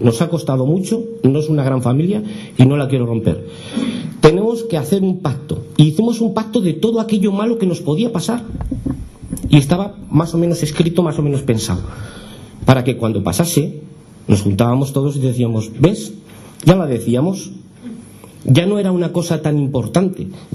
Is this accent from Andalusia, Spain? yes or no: no; Tudela, Navarre, Spain; Estoy muy contento de tener este premio en mi pueblo. Yo seguiré vendiendo verduras fuera para que nos conozcan más. Si nos conocen ya muchísimo, pero que nos sigan conociendo. Y esa es mi labor. Yo sí que trabajaré por Tudela